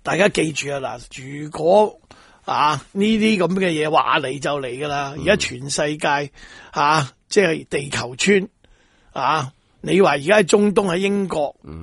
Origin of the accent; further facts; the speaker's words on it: Hong Kong; 再加上我哋香港人上大陆的人次，都讲紧一二千万。